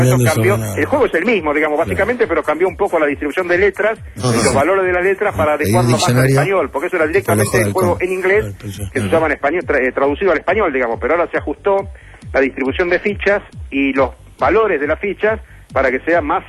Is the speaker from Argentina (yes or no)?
yes; Argentina; yo soy el cuarto argentino y soy sexto en el ranking